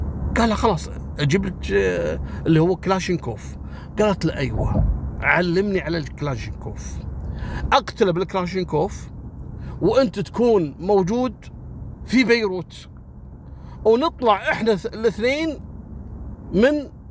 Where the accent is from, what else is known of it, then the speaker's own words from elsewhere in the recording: Kuwait; أذكر قصة عسكري في مجرم صارت عندنا في الكويت